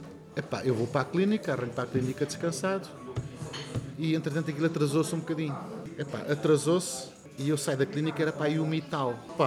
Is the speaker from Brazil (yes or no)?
no; Valverde, Castelo Branco, Portugal; vamos arrancar mais para o Fundão, para a minha aldeia, que é Valverde